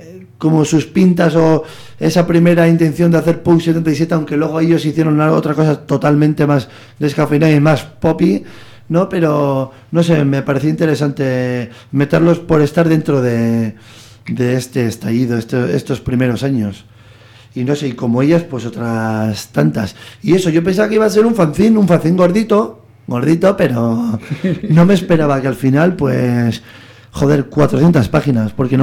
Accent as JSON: {"language": "Spanish", "town": "Bilbao", "region": "Basque Country", "country": "Spain", "said": "Y siendo un bilbaíno"}